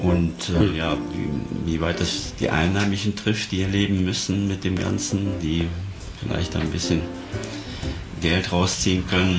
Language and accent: German; Bonn, North Rhine-Westphalia, Germany; Ja, aus der ehemaligen Hauptstadt.